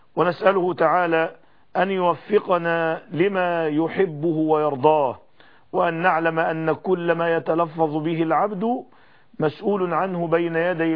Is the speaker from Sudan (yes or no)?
no; Egypt; إنني في هذه المرحلة الفاصلة في بلادنا مصر وبلاد العالم كله